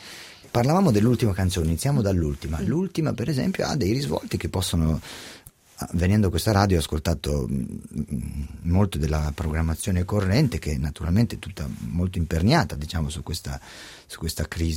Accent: Scandiano, Emilia-Romagna, Italy; now in Milan, Italy; Io sono cresciuto, sì, a Scandiano, e poi ho fatto le scuole a Modena

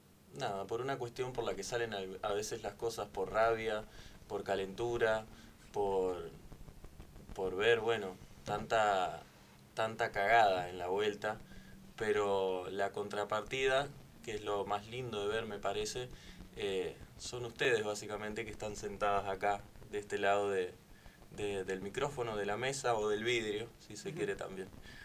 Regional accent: Uruguay; soy de Uruguay.

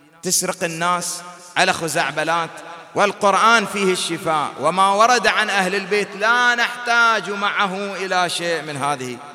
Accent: Bahrain; وهذه الأمور حادثة عندنا في البحرين

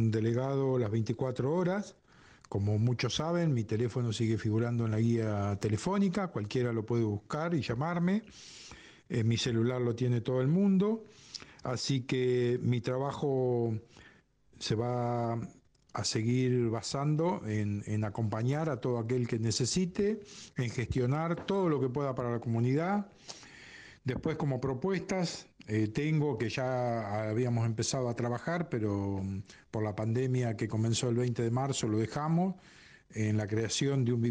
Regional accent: Pipinas, Buenos Aires Province, Argentina; nacido y criado en Pipinas

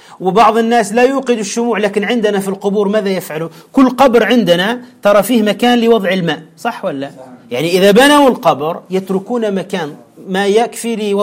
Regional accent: Tunisia; هذا خاصة عندنا في تونس بشكل عجيب

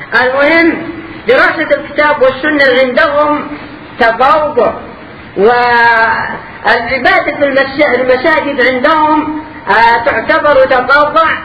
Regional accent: Yemen; عندنا في اليمن

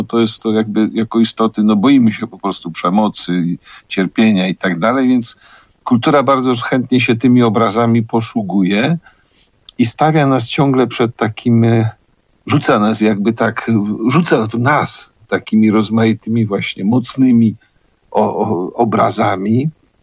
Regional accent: Kraków, Lesser Poland, Poland; My jesteśmy z Krakowa, to jest miasto zbudowane trochę na melancholii

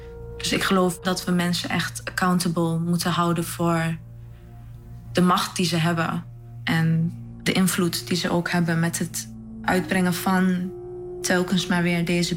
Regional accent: Enschede, Overijssel, Netherlands; ik ben 23 jaar. Ik kom uit Enschede en ik studeer aan de Kunstacademie.

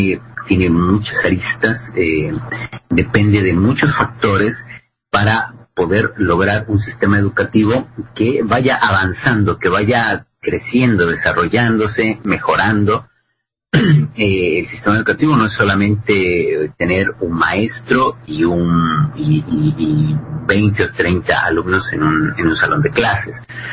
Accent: Mexico; Creo que para quienes viven en México, quienes somos mexicanos

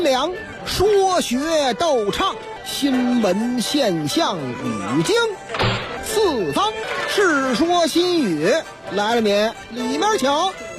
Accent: Shaanxi, China; 哎呀，我们陕西人就好这口啊，喝这个老风酒

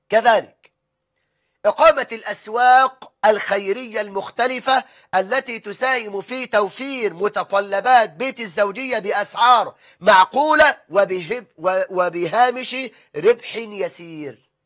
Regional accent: Egypt; وده الغالب عندنا في مصر

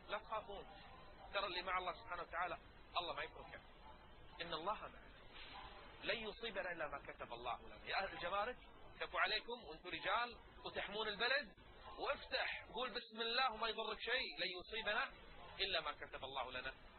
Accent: Kuwait; يدرون ان احنا عندنا بالكويت ما في عقوبة تجرم السحر

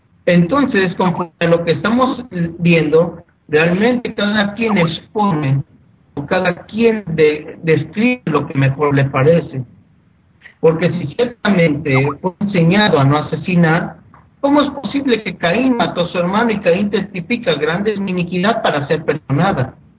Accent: Mexico; En mi país, en México

